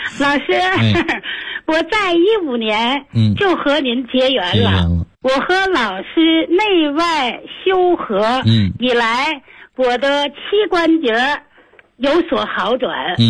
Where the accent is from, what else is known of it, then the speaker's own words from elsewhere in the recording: Tianjin, China; 我来自天津河东区，今年71岁。